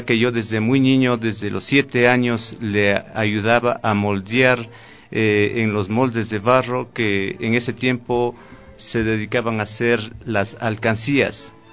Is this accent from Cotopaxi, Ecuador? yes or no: yes; Pujilí, Cotopaxi, Ecuador; artista orgullosamente pujilense. Vengo desde el Canto Pujilí, que es considerado como un referente de la producción alfarera del Ecuador.